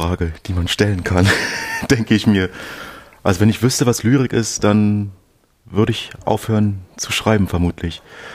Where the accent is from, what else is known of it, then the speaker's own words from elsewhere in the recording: Berlin, Germany; Ich komme aus Berlin. Genauer aus Ost-Berlin, also das ist bei uns so, dass wir das immer noch trennen, aufgrund der DDR, dass es in Ost- und West-Berlin gibt und ja, dort wurde ich geboren, dort lebe ich, also ich bin Berliner, Friedrichshainer, genauer gesagt